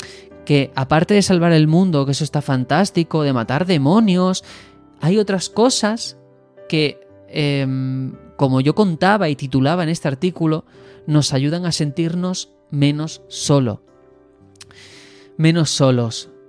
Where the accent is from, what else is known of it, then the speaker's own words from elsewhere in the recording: Algeciras, Andalusia, Spain; también soy del extrarradio, que soy de Algeciras, una ciudad que tiene sus cosas buenas, ¿vale? Pero es conocida, si la veis por la televisión, probablemente en el 90% de casos sea por el narcotráfico.